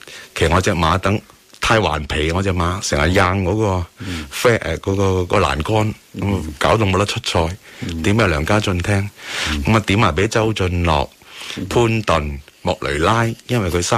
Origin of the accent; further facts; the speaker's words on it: Hong Kong; 因为大部分我哋香港人都去咗英国啊嘛。